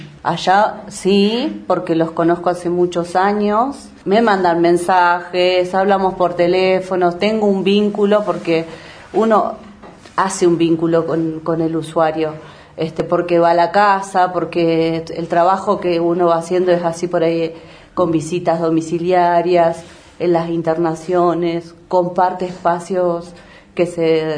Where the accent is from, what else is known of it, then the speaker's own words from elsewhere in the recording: Bariloche, Río Negro, Argentina; Soy de acá de Bariloche. Estudié el primario, lo hice en la escuela 320, el secundario en el SEM 33.